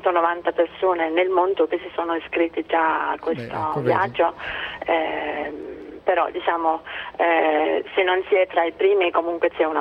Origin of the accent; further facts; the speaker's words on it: Denmark; Italian is a second language; Io sono della Danimarca.